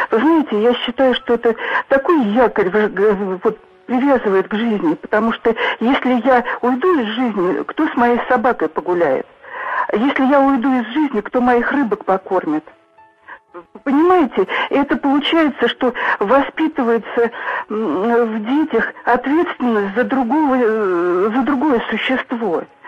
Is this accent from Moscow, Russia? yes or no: yes; Moscow, Russia; Вот я родилась, выросла в Москве, в Останкино жили, вот у нас старый дом.